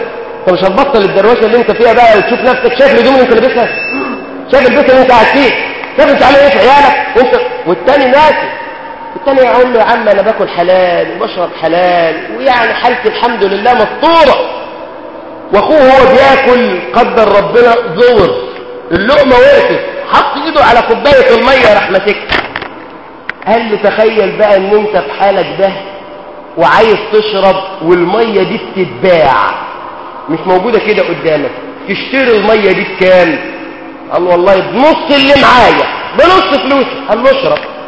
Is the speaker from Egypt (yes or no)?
yes; Egypt; احنا مصريين اي ميه بتمشي معانا واي اكل بيمشي معانا،